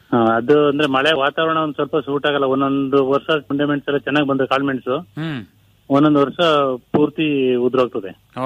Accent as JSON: {"language": "Kannada", "town": "Benkalli", "region": "Karnataka", "country": "India", "said": "ನಮ್ಮೂರಿಂದ ಒಂದು 6 ಕಿಲೋಮೀಟರ್ ಆಗ್ತದೆ."}